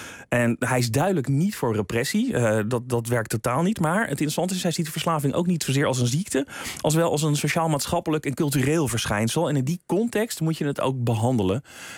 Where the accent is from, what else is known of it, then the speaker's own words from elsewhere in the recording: Netherlands; die ik me als Nederlander niet zo heel goed kan voorstellen.